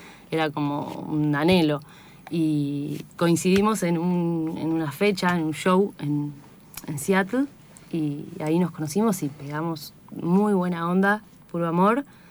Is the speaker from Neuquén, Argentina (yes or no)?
yes; San Martín de los Andes, Neuquén, Argentina; yo soy de la Patagonia, de San uh-huh. Martín de los Andes. Grabamos ahí en mis tierras